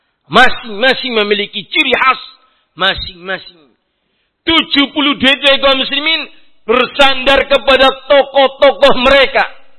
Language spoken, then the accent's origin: Indonesian; Central Java, Indonesia; Saya orang Banyumasan kok.